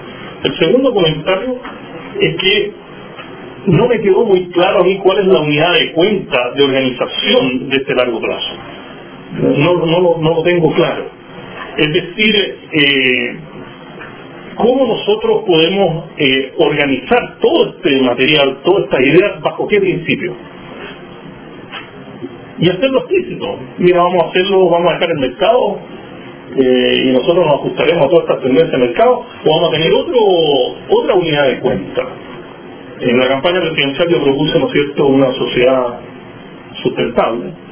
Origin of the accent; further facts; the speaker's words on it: Chile; Entonces yo me pregunto como chileno